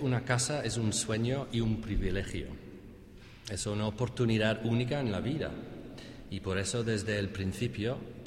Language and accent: Spanish; England, United Kingdom; accent: English; Spanish is a second language; Espero que entre mi acento inglés y el resfriado que tengo me podáis entender.